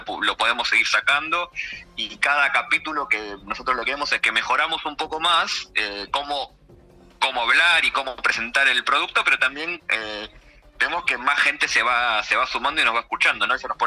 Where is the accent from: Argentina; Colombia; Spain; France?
Argentina; yo soy argentino, claro.